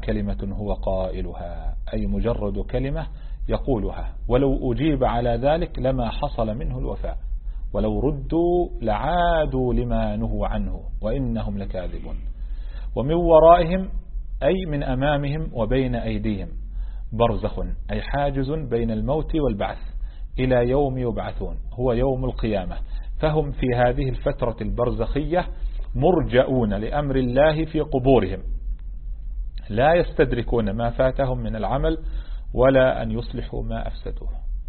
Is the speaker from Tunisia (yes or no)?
no; Palestine; احنا منقول في لهجتنا العامية في فلسطين لفحني الهوى،